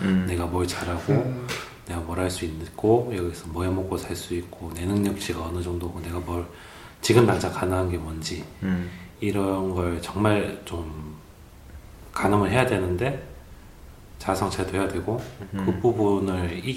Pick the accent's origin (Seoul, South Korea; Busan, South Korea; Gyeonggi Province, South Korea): Busan, South Korea; 제가 이제 부산 사람 치고 말이 세지 않고 유하고 스무스하고.